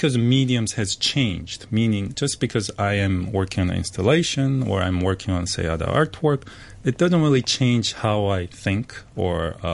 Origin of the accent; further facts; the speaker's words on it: Busan, South Korea; English is a second language; now in Hong Kong; I'm originally from Korea, and I grew up in this city called Busan, which is very south part of Korea. So I always grew next to water.